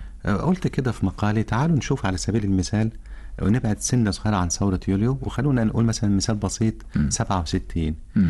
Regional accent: Egypt; ما قامتش هناك حضارات زي اللي قامت عندنا في مصر

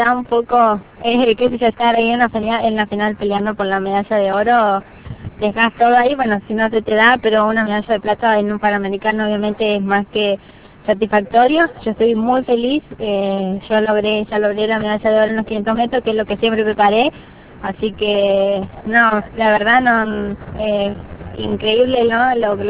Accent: Las Breñas, Chaco, Argentina; a toda la gente de mi pueblo, de Las Breñas

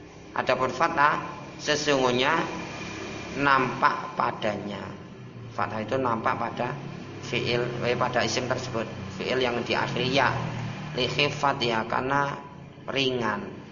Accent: Java, Indonesia; Kalau kita orang Jawa, apa-apa mudah, sesuai dengan daerahnya masing-masing.

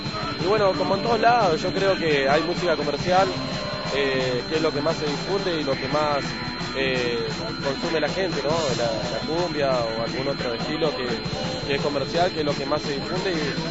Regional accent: Paso de Indios, Chubut, Argentina; venimos de Paso de Indios.

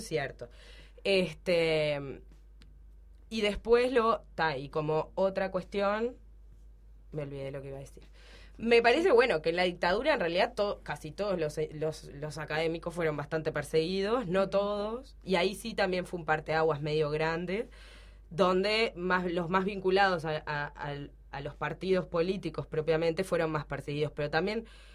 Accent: Uruguay; nosotros, siendo uruguayos, siendo contemporáneos

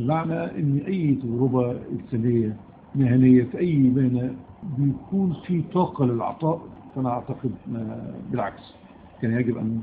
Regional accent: Egypt; دايما عندنا في مصر ظاهرة ثورة إلا خمسة

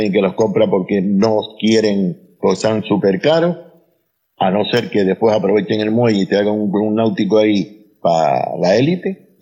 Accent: Canary Islands, Spain; accent: Canarian; Y el acento canario, la verdad que sí se lo di porque soy más mal hablado.

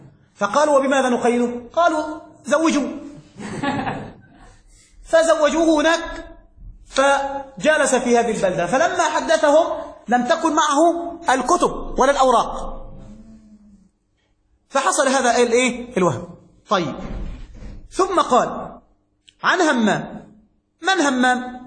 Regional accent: Egypt; مات بالإسكندرية عندنا في مصر

